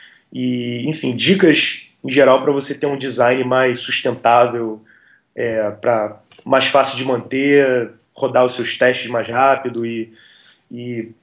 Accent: Rio de Janeiro, Brazil; born there; also born or lived in Belém; Eu nasci no Rio, aí o pessoal do Rio conversa comigo, aí eles falam, pô, seu sotaque é estranho. Aí eu morei muito tempo em Belém, o pessoal de Belém conversa comigo, fala, pô, seu sotaque é estranho. Aí é, cara, eu não sei onde eu sou mais.

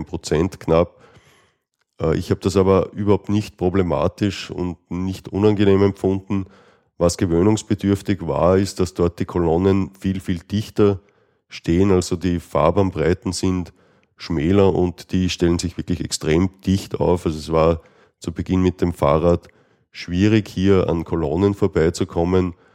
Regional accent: Austria; was es bei uns in Österreich etwas schwierig macht

